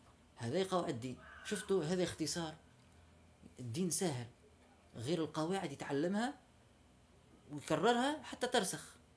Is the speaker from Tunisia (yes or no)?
yes; Tunisia; نحن عندنا في تونس خاصه